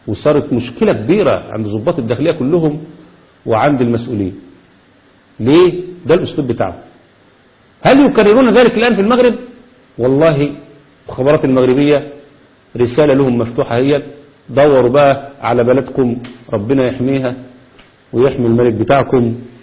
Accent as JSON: {"language": "Arabic", "country": "Egypt", "said": "وده اللي عملوه عندنا في مصر بالتمام والكمال"}